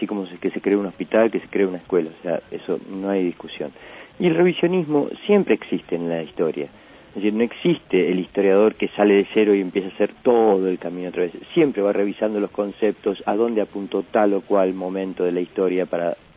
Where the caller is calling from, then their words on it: El Bolsón, Río Negro, Argentina; soy de Bolsón, Río Negro.